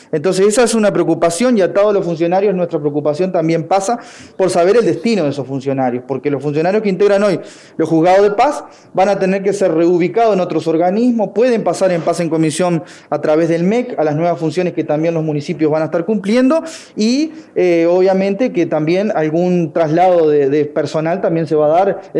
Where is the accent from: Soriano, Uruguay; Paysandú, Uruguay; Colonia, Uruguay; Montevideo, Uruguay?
Colonia, Uruguay; en mi caso soy de Colonia, conozco Nueva Helvecia